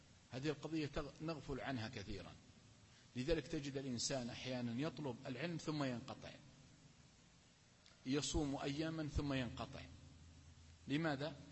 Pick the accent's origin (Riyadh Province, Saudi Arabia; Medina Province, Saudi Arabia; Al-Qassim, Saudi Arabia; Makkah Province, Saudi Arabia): Al-Qassim, Saudi Arabia; حدثني بها عالم من العلماء عندنا في القصيم